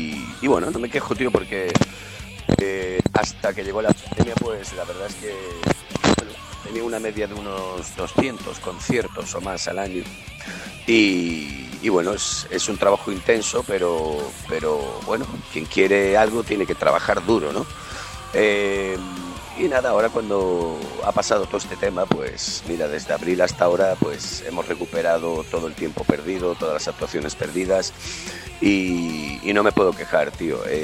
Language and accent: Spanish; Seville, Andalusia, Spain; moved away as an adult; Yo soy sevillano, lo que pasa que bueno, hace unos 21, 22 años más o menos me vine a Galicia a trabajar como cantante, de hecho.